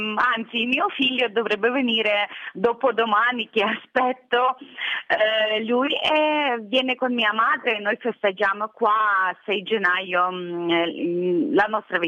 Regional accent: Sambir, Lviv Oblast, Ukraine; moved away as an adult; now in Italy; Sono originaria di Sambio, regione di Leopoli. Resisto in Italia già 7 anni.

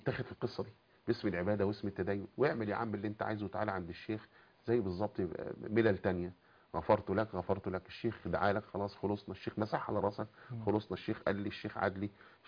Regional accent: Cairo Governorate, Egypt; born there; لان كنت قريب انا من منطقه من مواليد الخليفه يعني

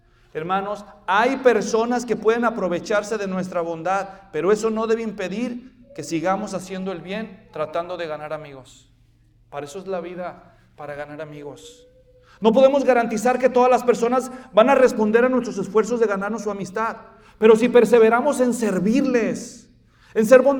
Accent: Guadalajara, Jalisco, Mexico; En Guadalajara, de donde yo soy

